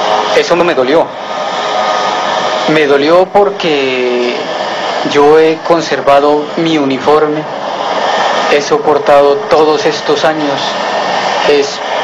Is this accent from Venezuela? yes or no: no; Colombia; como soldado que soy y como ciudadano también que soy de Colombia.